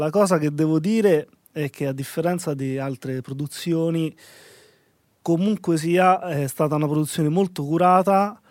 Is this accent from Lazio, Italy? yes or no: yes; Sutri, Lazio, Italy; Io provengo da un background provinciale, no? Vengo dalla provincia di Viterbo, da Sutri in particolare